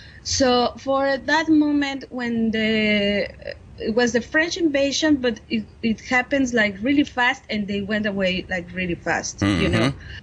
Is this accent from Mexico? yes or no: yes; Mexico City, Mexico; English is a second language; because I'm coming from Mexico City. Which is the capital city of the country.